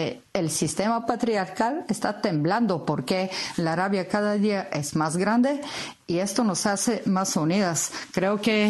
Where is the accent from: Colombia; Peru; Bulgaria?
Bulgaria; Spanish is a second language; now in Bilbao, Spain; soy de Bulgaria, pero vivo ya muchos años en Bilbao.